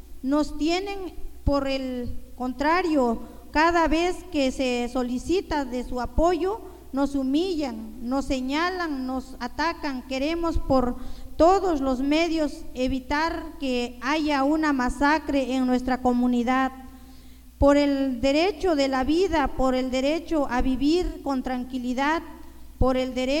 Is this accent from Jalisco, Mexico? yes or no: no; San Pablo Cuatro Venados, Oaxaca, Mexico